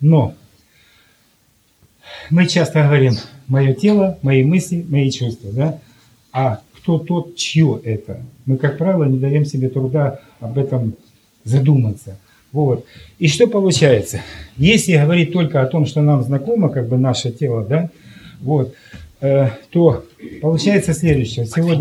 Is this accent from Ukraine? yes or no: yes; Luhansk, Luhansk Oblast, Ukraine; Я сам с Луганска